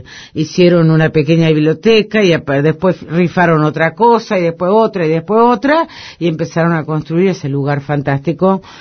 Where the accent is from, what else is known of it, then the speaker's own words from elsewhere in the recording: Villaguay, Entre Ríos, Argentina; moved away as an adult; cuando llegué de mi pueblo, de Villaguay, de Entre Ríos, hasta el 73.